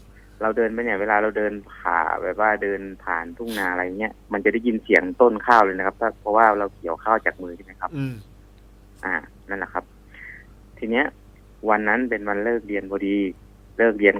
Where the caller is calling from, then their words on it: Rangsit, Pathum Thani, Thailand; ตอนนี้ที่รังสิตอะครับ